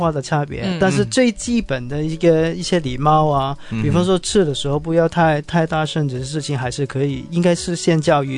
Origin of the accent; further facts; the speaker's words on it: Hong Kong; 我从香港